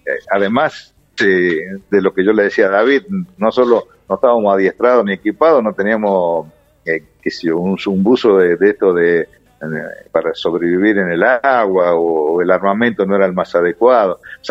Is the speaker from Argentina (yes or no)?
yes; Tucumán, Argentina; also born or lived in Córdoba / Mendoza; yo tucumano, me crié en Tucumán, estudié en Córdoba en la Escuela de Aviación, de ahí fui a Mendoza, a la Escuela de Caza, y a Reynos, centro del país